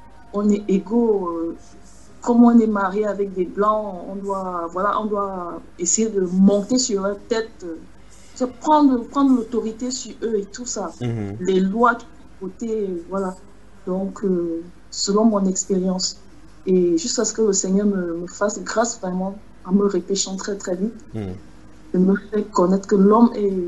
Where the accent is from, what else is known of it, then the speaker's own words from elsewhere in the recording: Cameroon; comme on dit chez nous au Cameroun